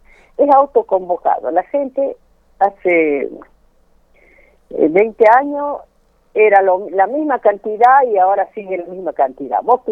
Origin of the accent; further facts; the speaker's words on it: Jujuy, Argentina; now in Córdoba, Argentina; Yo hace 60 años que soy jujeña.